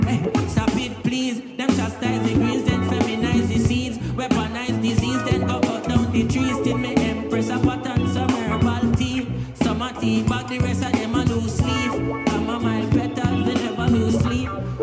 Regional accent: Jamaica; my very first time outside of performing in my home country, Jamaica, was very much here on the Rotterdam stage.

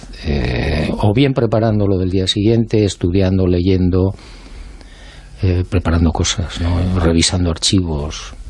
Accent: Pamplona, Navarre, Spain; also born or lived in Bilbao; Yo soy de Pamplona.

